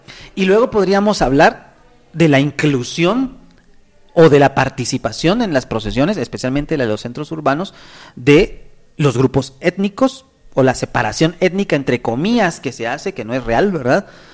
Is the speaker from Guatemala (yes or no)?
yes; Guatemala; compartimos en este caso una cuestión que nos identifica como guatemaltecos